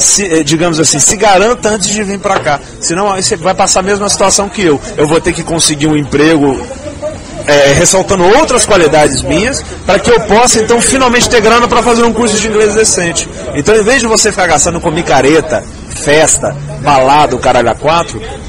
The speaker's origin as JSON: {"language": "Portuguese", "region": "Minas Gerais", "country": "Brazil", "lives_now": "São Paulo, Brazil", "said": "Pra quem não me conhece, eu sou mineiro, eu tô aqui em São Paulo há 6 meses, e eu vim pra cá justamente porque eu tinha recebido uma proposta de emprego"}